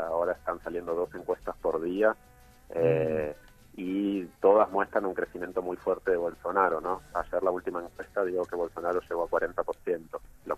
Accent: Argentina; now in Brazil; soy argentino, pero vivo hace cinco años en Brasil.

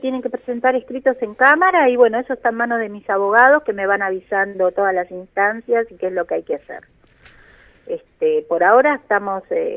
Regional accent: Argentina; en principio soy ciudadana argentina

